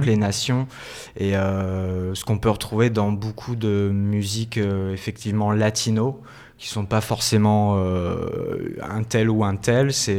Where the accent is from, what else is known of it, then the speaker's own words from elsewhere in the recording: L'Arbresle, Auvergne-Rhône-Alpes, France; born there; also born or lived in Poussan; Ouais, je suis né à l'Arbrel, en fait, dans le 69